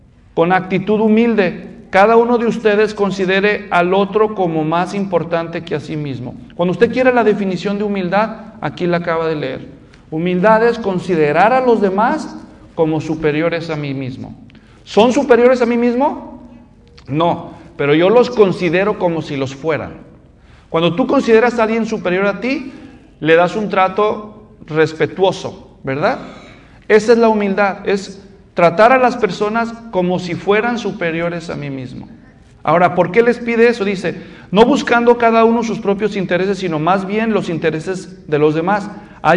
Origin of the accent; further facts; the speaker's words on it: Mexico; Si yo, nada más siendo mexicano